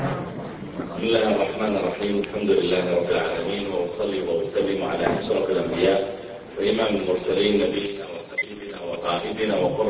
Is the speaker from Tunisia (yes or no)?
no; Riyadh, Riyadh Province, Saudi Arabia; عندنا في الرياض